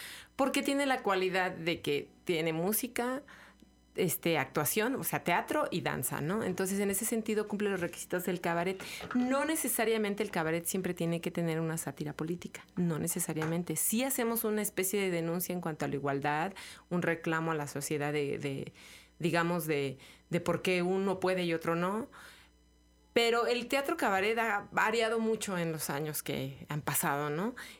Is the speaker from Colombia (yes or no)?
no; Mexico; Así somos los mexicanos, nos reímos de la muerte